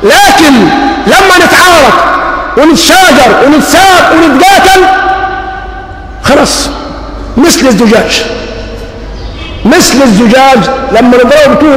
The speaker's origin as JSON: {"language": "Arabic", "country": "Egypt", "said": "حتى يدوم حبل الود بيننا كمصريين"}